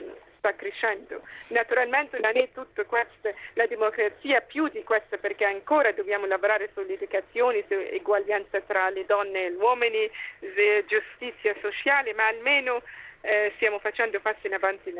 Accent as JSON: {"language": "Italian", "country": "Ghana", "second_language": "Italian", "said": "ho deciso di tornare nel mio paese principale, in Ghana"}